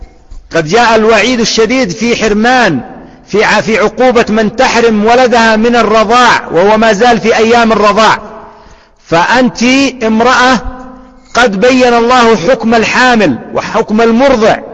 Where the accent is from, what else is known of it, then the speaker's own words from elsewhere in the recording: Yemen; أو خبزا نسميه عندنا في اليمن فتة بالحليب